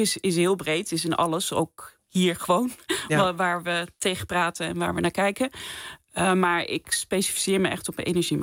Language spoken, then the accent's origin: Dutch; Apeldoorn, Gelderland, Netherlands; Ik heb in Utrecht gestudeerd. Ik kom zelf van de Veluwe. Ik ben in Apeldoorn opgegroeid.